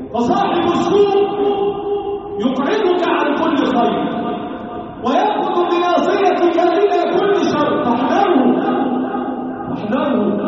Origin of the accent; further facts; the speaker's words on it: Egypt; اللهم احفظ بلدنا مصر وسائر بلاد